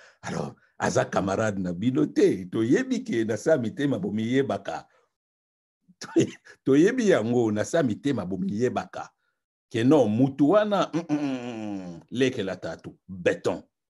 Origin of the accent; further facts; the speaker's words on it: DR Congo; Je suis congolais. Ce pays-là m'appartient.